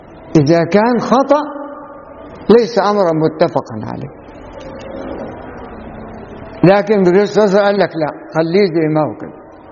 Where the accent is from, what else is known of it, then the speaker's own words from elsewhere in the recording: Faiyum Governorate, Egypt; لما جيت أنا أخش بعد ما حفظت القرآن لظهر ما لقيتش في محافظة الفيوم كلها معهد أزهري